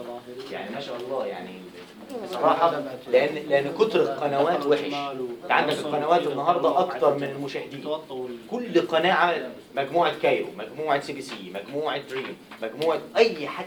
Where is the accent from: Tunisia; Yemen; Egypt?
Egypt; هو الجمل في مصر انا كمواطن عادي